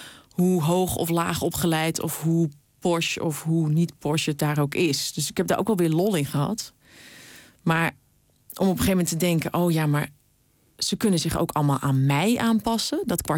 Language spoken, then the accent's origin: Dutch; Utrecht, Netherlands; waar ik vandaan kom, is nu weer paardenmarkt. Althans in Vianen dan, weet je wel, in het stadje wat grenst aan het dorp.